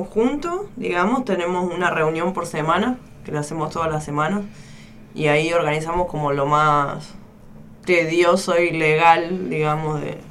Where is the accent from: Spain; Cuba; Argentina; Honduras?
Argentina; El Bolsón, Río Negro; del Bolsón, Río Negro.